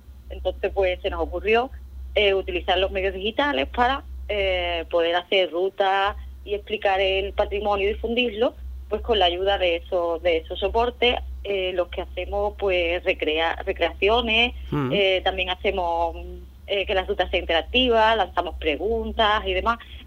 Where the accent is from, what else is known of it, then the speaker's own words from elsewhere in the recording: Andalusia, Spain; Sí, somos de Cádiz.